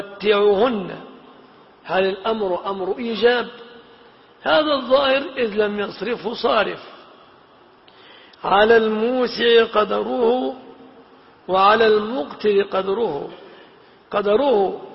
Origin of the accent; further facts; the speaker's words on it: Egypt; وقد سبق أن المهر في بلادنا مصر يتمثل في هذه الأشياء 3 في الغالب